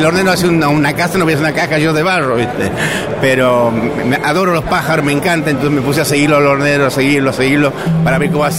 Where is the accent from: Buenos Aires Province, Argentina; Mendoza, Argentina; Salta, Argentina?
Salta, Argentina; now in Buenos Aires, Argentina; Yo soy de Salta. Soy de Salta, pero vivo acá en Buenos Aires.